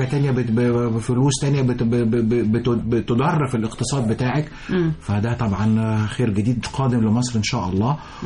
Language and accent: Arabic; Egypt; إحنا بنستعمل العالمين أو بنستعمل الساحل الشمالي كمصريين بدءا من شهر 6 بعد امتحانات الثانوية العامة.